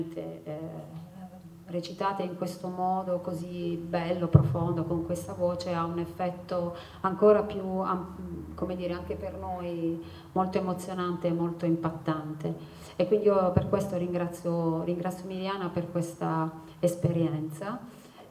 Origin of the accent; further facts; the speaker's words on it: Apulia, Italy; now in Milan, Italy; io vivo a Milano, anche se sono pugliese, mio papà viveva a Milano